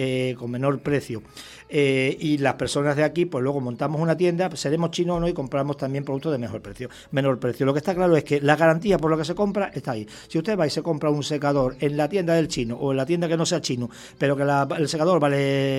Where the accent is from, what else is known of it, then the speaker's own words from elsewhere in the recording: Extremadura, Spain; Yo ya me siento canario, aunque ya saben que soy extremeño, pero soy extremeño canario o canario extremeño.